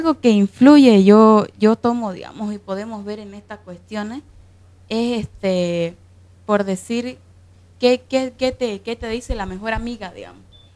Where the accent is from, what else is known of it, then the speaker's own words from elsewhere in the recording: Guarayos, Santa Cruz, Bolivia; also born or lived in Guayaramerín, Beni; yo soy de Guarayos, pero también viví en una parte del Beni que se llama Guayaramerí. Y ambos son, hablemos de diferencia de cultura, siendo tierras cambas ambas